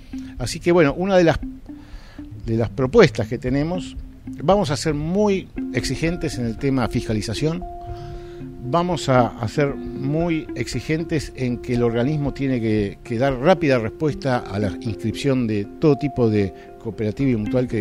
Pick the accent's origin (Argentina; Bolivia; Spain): Argentina; Hay cosas que nos avergüenzan como argentinos